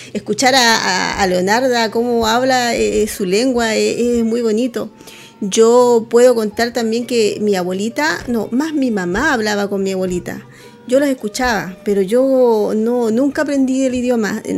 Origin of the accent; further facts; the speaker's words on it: Pica, Tarapacá, Chile; yo vengo de un pueblo también, pero es de agricultura, yo vengo de Pica.